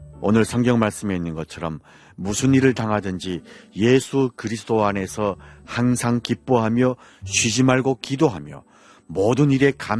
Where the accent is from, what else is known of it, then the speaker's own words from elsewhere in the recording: North Korea; now in Seoul, South Korea; 저는 탈북민